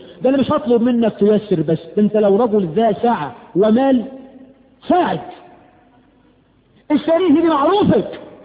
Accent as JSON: {"language": "Arabic", "country": "Egypt"}